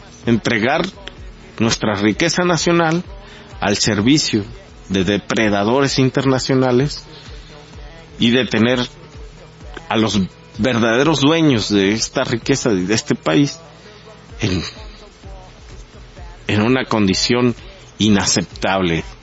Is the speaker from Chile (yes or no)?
no; Mexico; tenemos que, como mexicanos, no dejarnos llevar tampoco por la desconfianza